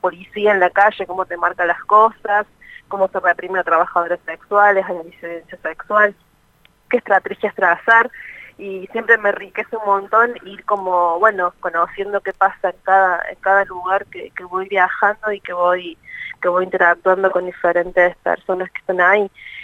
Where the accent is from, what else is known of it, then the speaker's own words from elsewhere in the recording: Córdoba, Argentina; soy de Córdoba, si me quieras, Córdoba.